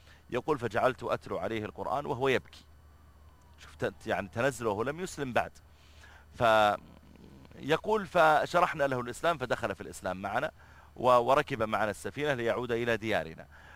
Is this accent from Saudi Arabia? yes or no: yes; Riyadh, Riyadh Province, Saudi Arabia; وكذلك عندنا في الرياض إذا خرجت في وقت الذروة